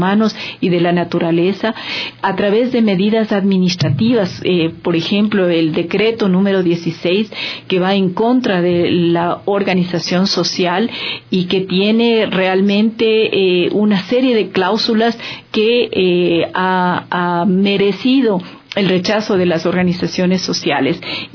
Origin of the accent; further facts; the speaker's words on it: Quito, Pichincha, Ecuador; para mí realmente ha sido un privilegio como quiteña, como activista social